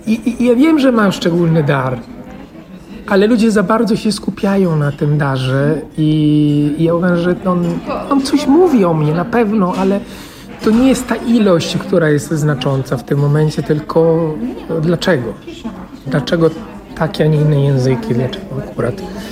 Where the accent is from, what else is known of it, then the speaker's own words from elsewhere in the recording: Italy; Polish is a second language; now in Poland; bardzo kocham Włochy. Natomiast uwierała mnie ta kultura. Być może tego, że też pochodzę z niezbyt dużego miasta